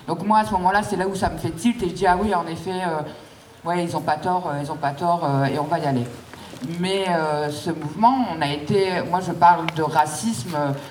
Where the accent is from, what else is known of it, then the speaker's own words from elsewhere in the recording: Amiens, Hauts-de-France, France; Moi je suis issue de quartier populaire, je suis née à Amiens Nord, j'y ai grandi, j'y fais grandir mes filles et je vais y crever dans ce quartier parce que j'aime mon quartier.